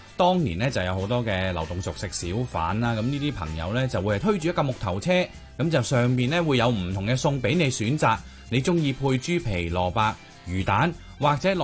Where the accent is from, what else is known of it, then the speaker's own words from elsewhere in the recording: China; 虽则话啦，我哋中国人好中意食饭，但系面喺我哋生活里边亦都占一个好重要嘅位置。